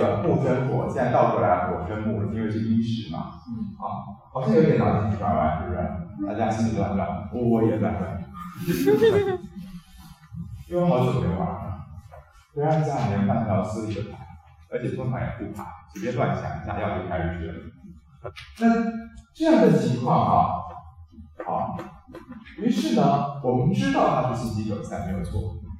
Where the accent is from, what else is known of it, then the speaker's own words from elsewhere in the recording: Taiwan; 所以就以我一个台湾人的立场来讲啊，就因为我们的台湾中医大约还有这样的底子，